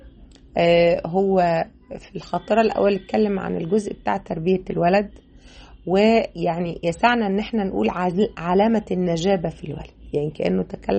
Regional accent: Mansoura, Dakahlia, Egypt; كنت وأنا صغيرة اشتغلت محفظة فترة وأنا في تانية ثانوي، كنت اشتغلت محفظة في مسجد عندنا في المنصورة.

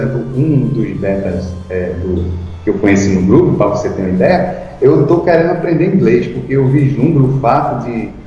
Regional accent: Pernambuco, Brazil; eu sou de Pernambuco e já encontrei alguns membros aqui

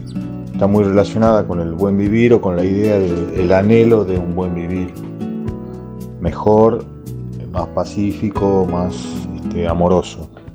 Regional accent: Tucumán, Argentina; now in Buenos Aires, Argentina; Soy un músico tucumano, radicado en Buenos Aires.

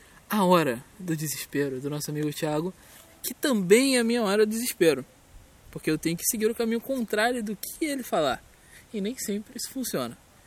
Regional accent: Brazil; Eu sou brasileiro, mas eu consigo fazer um sotaquezinho britânico.

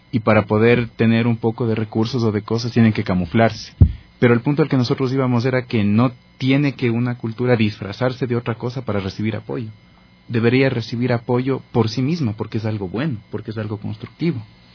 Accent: Ecuador; Nosotros como ecuatorianos también tenemos nuestra cultura, que es una cultura valiosísima.

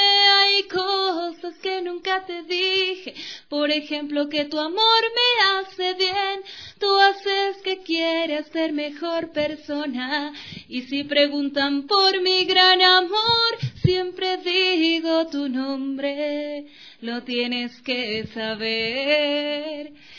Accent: Mira, Carchi, Ecuador; yo no soy quiteño. Yo soy carchense. Yo soy del Carchi.

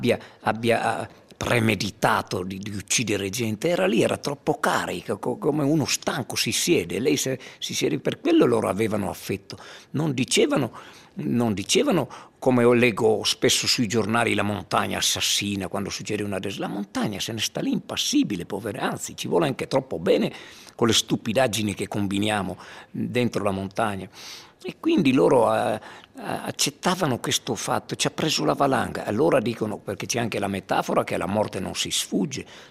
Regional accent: Erto, Friuli-Venezia Giulia, Italy; Io sono rimasto nel mio paese, a parte che poi questo racconto, tra le righe, non è altro che la storia della mia gente, del mio popolo ertano

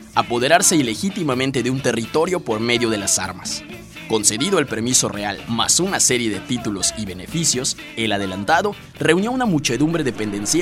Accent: Yucatán, Mexico; nuestra identidad como mexicanos y yucatecos

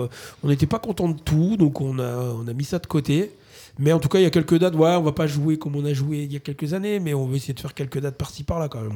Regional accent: Bas-en-Basset, Auvergne-Rhône-Alpes, France; Et moi, j'ai grandi à Basse avec ce château au-dessus de ma tête pendant des années.

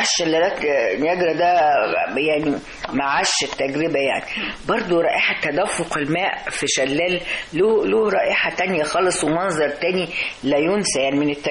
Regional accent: Alexandria, Alexandria Governorate, Egypt; born there; أنا زي ما قلتلك اتولدت في اسكندرية

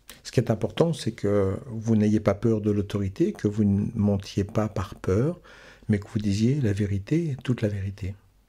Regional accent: Quebec, Canada; Je viens du Québec, je te dis. Je trouve que c'est un pays drôlement chouette.

